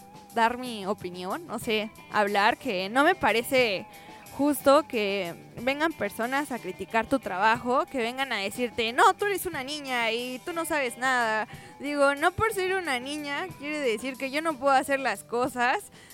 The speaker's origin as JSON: {"language": "Spanish", "country": "Mexico", "said": "Y pues como mexicanos"}